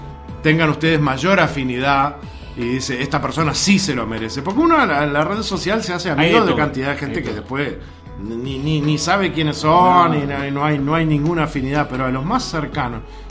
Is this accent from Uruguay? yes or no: yes; Uruguay; uno esté donde esté, ya el solo presentarse como uruguayo se le hace muy fácil todo